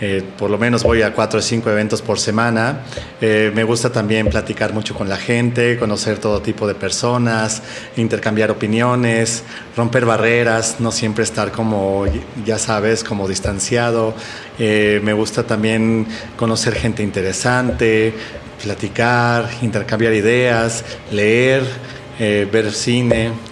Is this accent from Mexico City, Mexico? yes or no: yes; Coyoacán, Mexico City, Mexico; Yo mi infancia la crecí en Coyoacán.